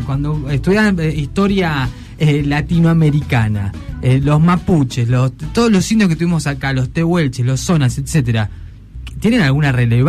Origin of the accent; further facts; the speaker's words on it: General Roca, Río Negro, Argentina; Yo inclusive soy de General Roca.